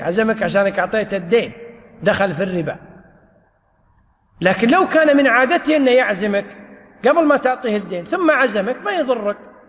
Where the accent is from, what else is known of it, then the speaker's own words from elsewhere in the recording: Kuwait; والقانون عندنا في الكويت أن الديون المؤجلة